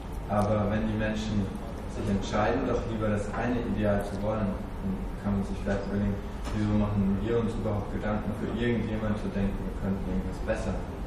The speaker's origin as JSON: {"language": "German", "region": "western Germany", "country": "Germany", "said": "also ich komme aus dem Westen, ich war noch nicht wirklich da, ein paar Mal in Berlin"}